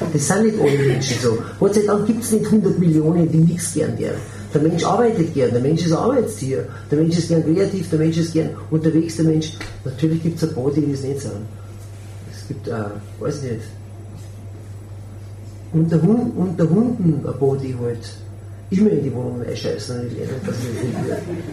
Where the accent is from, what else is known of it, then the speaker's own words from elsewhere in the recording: Bavaria, Germany; Und dann bin ich ein Bayer und bin ein bisschen anders drauf